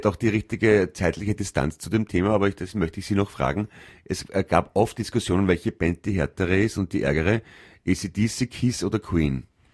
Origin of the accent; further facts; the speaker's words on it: Italy; German is a second language; Ich bin Italiener, wie Sie.